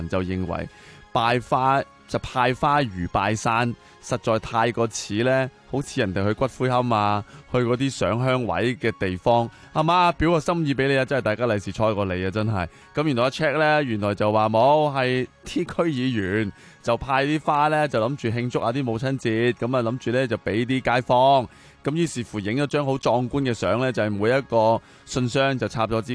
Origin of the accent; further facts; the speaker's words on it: Tsing Yi, New Territories, Hong Kong; 喺我老家个树啊，青衣啊